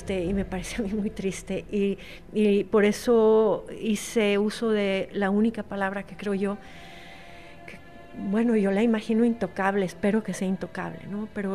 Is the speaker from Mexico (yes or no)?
yes; Mexico; Y entonces esto me ha servido mucho siendo mexicana.